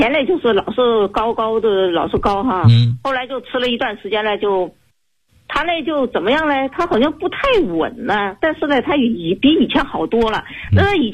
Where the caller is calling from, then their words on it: Guangzhou, Guangdong, China; 我是来自广州市的学员。